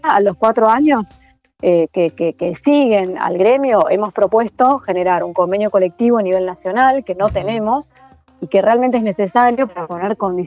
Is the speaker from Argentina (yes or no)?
yes; Córdoba, Argentina; now in Buenos Aires, Argentina; yo soy de Córdoba, nací en Córdoba, me formé ahí, me perfeccioné en el taller del San Martín desde el 2001, entonces ahí me traslado a vivir a Buenos Aires